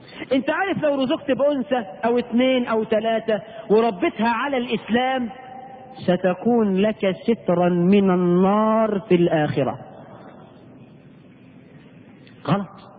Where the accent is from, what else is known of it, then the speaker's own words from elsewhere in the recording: Egypt; احنا كمصريين